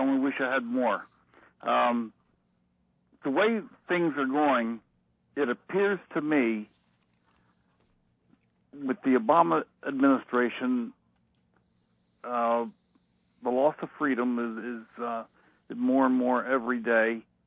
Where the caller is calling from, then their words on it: Lancaster, Pennsylvania, United States; from Lancaster, Hal.